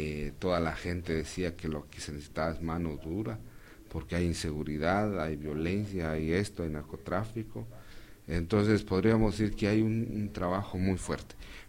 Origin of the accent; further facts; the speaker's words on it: Quiché, Guatemala; Yo soy del departamento del Quiché y mi pueblo es Quiché